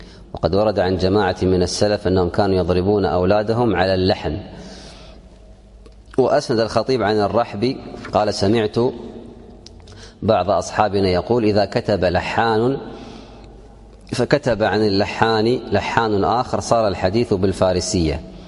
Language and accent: Arabic; Kuwait; اليوم عندنا في الكويت